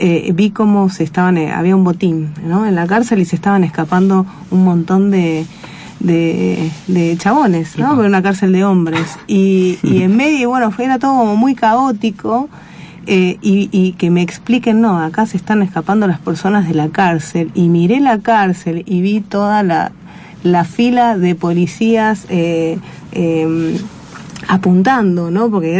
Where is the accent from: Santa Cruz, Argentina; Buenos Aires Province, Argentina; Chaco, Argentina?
Buenos Aires Province, Argentina; Mercedes; yo crecí en Mercedes, provincia de Buenos Aires. Es una ciudad donde está, bueno, pasando Luján, zona oeste, donde está la cárcel de Mercedes